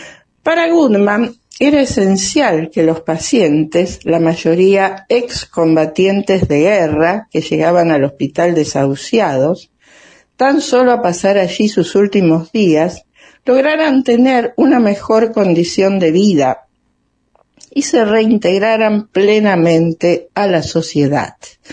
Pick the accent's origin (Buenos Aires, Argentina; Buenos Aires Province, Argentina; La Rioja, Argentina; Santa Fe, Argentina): Santa Fe, Argentina; Rosario; rosarina, atleta paralímpica en Toronto 1976 y Holanda 1980